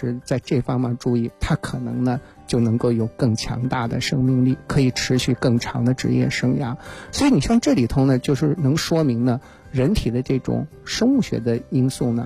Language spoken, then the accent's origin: Chinese; Shanxi, China; 我是那个4月份呢去我的故乡山西啊，